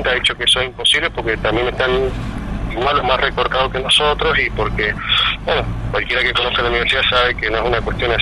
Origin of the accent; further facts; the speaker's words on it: Mendoza, Argentina; yo soy mendocino